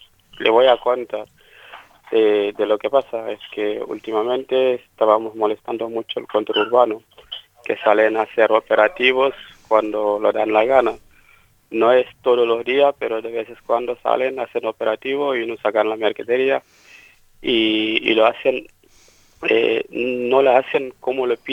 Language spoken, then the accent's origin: Spanish; Senegal; now in Argentina; a nosotros, la comunidad senegalesa, estamos igual como los bolivianos, los colombianos o los venezolanos, que son del Mercosur, que una vez que están acá en Argentina